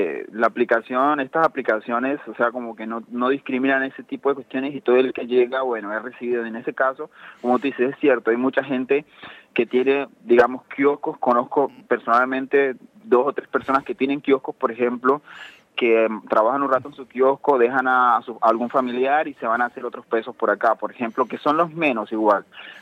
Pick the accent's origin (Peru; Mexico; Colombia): Colombia; now in Argentina; Yo soy de Colombia.